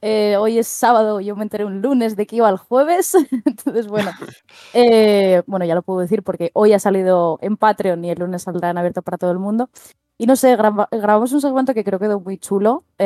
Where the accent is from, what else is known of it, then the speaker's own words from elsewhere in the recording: Asturias, Spain; somos dos asturianos contra el resto del universo.